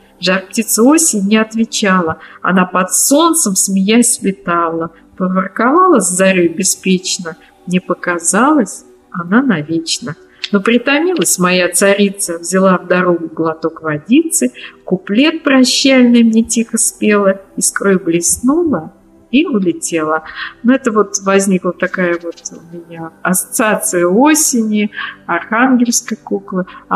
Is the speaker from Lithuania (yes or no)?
no; Ryazan Oblast, Russia; так как я из Рязанской области.